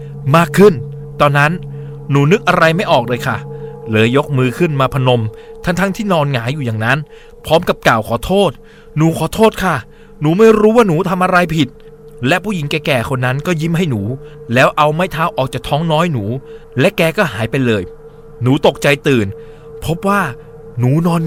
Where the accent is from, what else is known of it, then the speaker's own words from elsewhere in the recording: Southern Thailand, Thailand; ทั้งที่หนูเป็นเด็กใต้ที่พูดใต้ไม่เก่ง